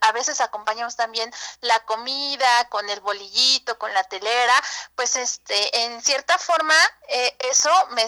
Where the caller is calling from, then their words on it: Ozumba, State of Mexico, Mexico; Del municipio de Ozumba.